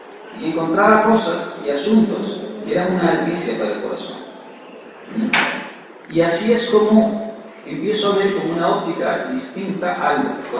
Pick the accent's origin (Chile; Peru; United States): Peru; Yo provengo, como todo peruano, provengo de un ambiente igual que el de ustedes.